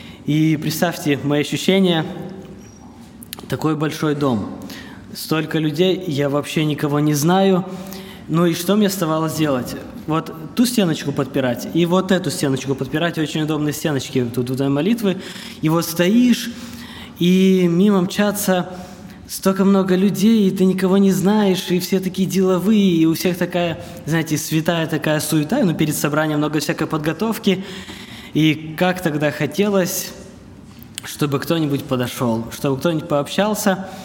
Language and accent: Russian; Petrozavodsk, Republic of Karelia, Russia; я из Петрозаводска, мне 28 лет.